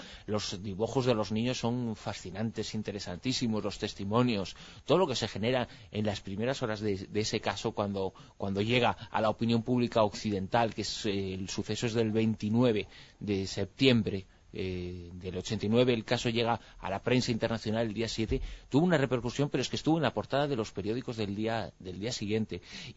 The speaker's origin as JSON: {"language": "Spanish", "country": "Spain", "said": "como español, sobre todo, ¿no? Como español y como persona que me siento mucho más afectada por el 11M que por el 11S"}